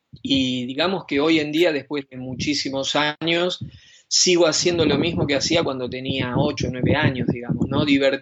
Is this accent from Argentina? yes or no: yes; Argentina; ese entrenamiento que tuve durante toda mi infancia en Argentina y adolescencia me sirvió mucho a la hora de establecer una carrera aquí en Europa.